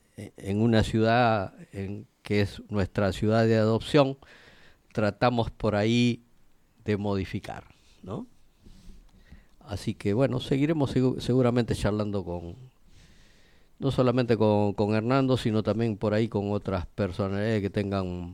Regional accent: Peru; now in La Plata, Argentina; nosotros somos ciudadanos peruanos que hace años que estamos acá en la Argentina.

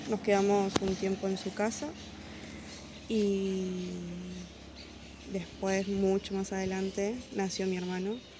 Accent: Buenos Aires, Argentina; born there; Nací en el Hospital Posadas... viví en varios lugares, en Aedo, Morón, alquilábamos. Y a los 3 años me vine para la isla con mis papás.

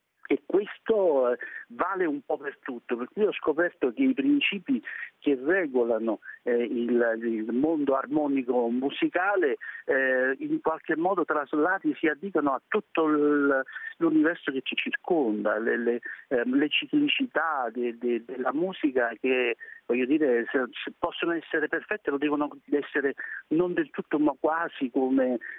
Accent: Campania, Italy; Io amo i pomodori da campano, me lo lasci dire

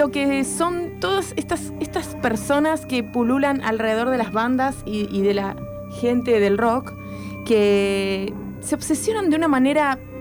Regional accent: Poland; la polaca.

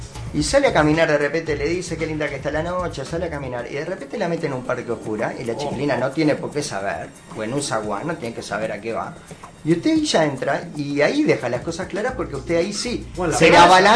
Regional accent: Uruguay; cualquiera de nosotros que somos conquistadores de nato, como cualquier uruguayo

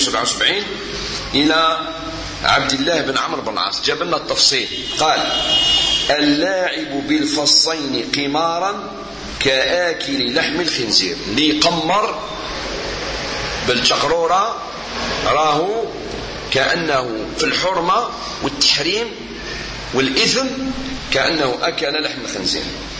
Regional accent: Morocco; ولا أكثر 16 ساعة احنا عندنا في المغرب

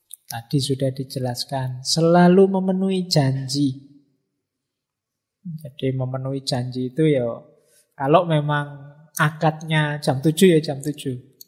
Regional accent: Mojokerto, East Java, Indonesia; now in Yogyakarta, Indonesia; Saya dulu dari Mojokerto, cara ngomongnya agak kayak Surabayaan, agak medoknya medok agak spontan kayak Surabaya, tapi ya sudah hampir 30 tahun di Jogja ya. Kalau saya pulang mesti orang sana bilang Mojokertonya hilang.

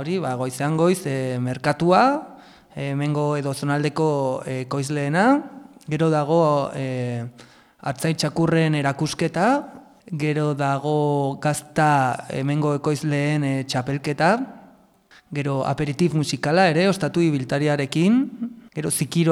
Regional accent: Auzperri, Navarre, Spain; Auzperrikoa naiz, eta hori

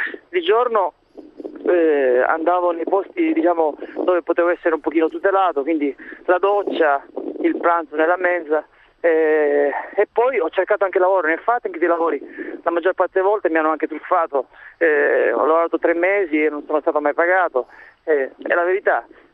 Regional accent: Sicily, Italy; io sono siciliano, vivevo al nord

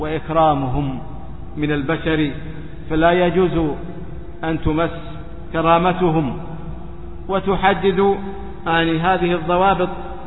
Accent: Saudi Arabia; وإن علماء هذه البلاد، بلادنا السعودية حرسها الله

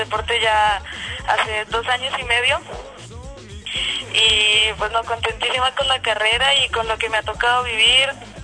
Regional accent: Bogotá, Colombia; yo soy aquí de Bogotá, nací en Bogotá, aunque tengo sangre española, mi papá es español

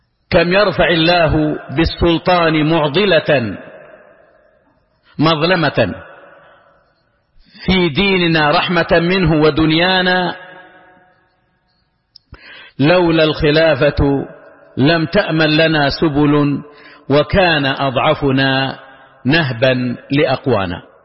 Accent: Saudi Arabia; كما هو الحال ولله الحمد والمنة في بلادنا المملكة العربية السعودية

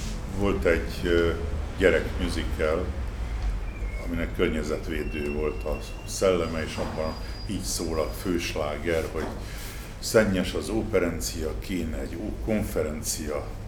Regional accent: Budapest, Hungary; amiből elsősorban érdekeltek vagyunk, mint a Budapesti Városvédő Egyesület, vagy mint budapestiek

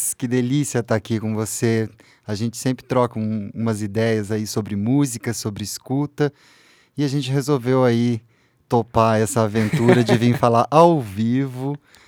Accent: Uraí, Paraná, Brazil; Eu sou do interior do Paraná, uma cidade chamada Uraí. E a gente fica a 600 quilômetros da praia mais próxima, né?

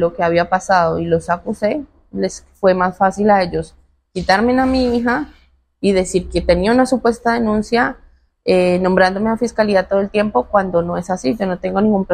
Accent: Colombia; nuestro único apoyo como colombianos que somos, son ustedes, a los cuales acudimos.

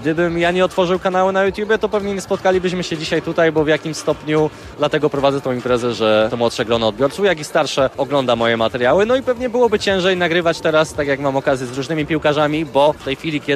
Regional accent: Lesser Poland, Poland; Jako dzieciak występowałem w lokalnym klubie z swojej wiosce, Hartengobo, że potem przeszedłem do Sandecji Nowy Sącz, bo pochodzę z tamtych stron.

